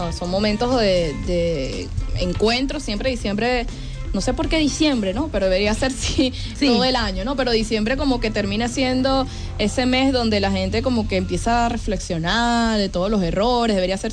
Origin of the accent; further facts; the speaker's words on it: Venezuela; como venezolanos y venezolanas por una patria soberana